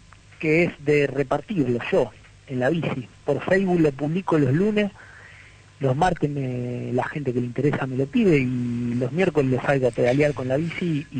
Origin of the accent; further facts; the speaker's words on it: Rosario, Santa Fe, Argentina; porque aparte de habernos plantado como rosarinos antes, para conmemorar la fecha